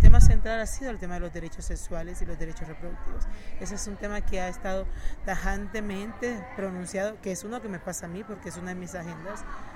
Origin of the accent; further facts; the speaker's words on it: Cartagena, Bolívar, Colombia; Soy de Cartagena, soy caribeña. Soy una mujer migrante, lesbiana, feminista, antirracista